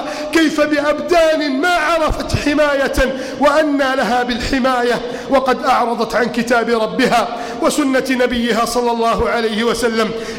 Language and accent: Arabic; Egypt